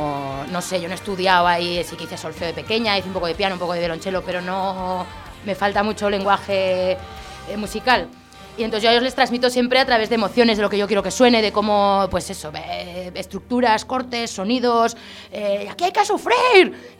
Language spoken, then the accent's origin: Spanish; Zaragoza, Aragon, Spain; De aquí, yo soy de Zaragoza de toda la vida.